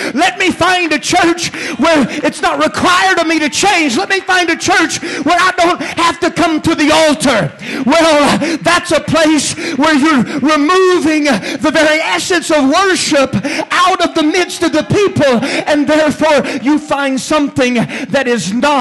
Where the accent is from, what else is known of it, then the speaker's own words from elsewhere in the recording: Bessemer, Alabama, United States; Or, where I grew up in Bessemer, Alabama. Adam! Where you is?